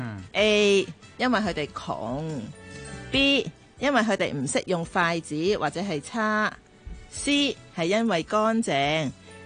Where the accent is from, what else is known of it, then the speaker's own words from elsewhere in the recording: Hong Kong; 我哋香港人